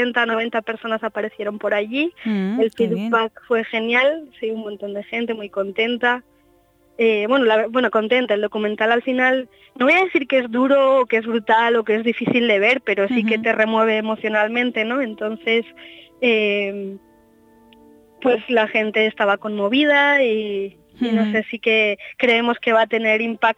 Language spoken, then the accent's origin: Spanish; Basque Country, Spain; Nosotros somos de Euskal Herria y queremos revisar nuestra cultura